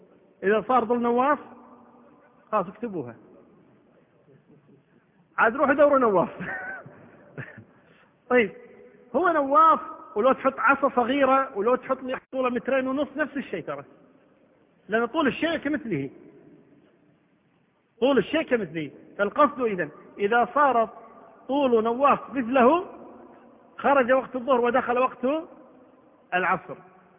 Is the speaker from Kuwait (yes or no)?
yes; Kuwait; عندنا في الكويت ما تصير الشمس عمودية، دائما تجي على كتر